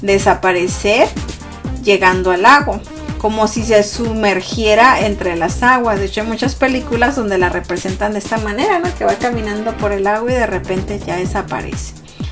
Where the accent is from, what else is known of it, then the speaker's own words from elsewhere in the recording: Mexico; Yo, que soy mexicana, debería de enterarme un poquito más de esto, ¿verdad?